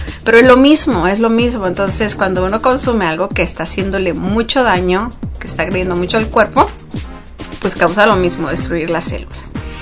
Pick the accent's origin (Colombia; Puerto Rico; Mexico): Mexico; sobre todo los que somos mexicanos, que seguimos consumiendo